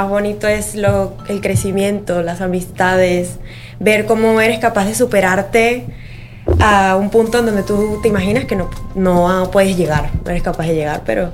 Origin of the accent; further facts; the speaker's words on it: Venezuela; now in Spain; Yo soy de Venezuela, sí. Venezolana.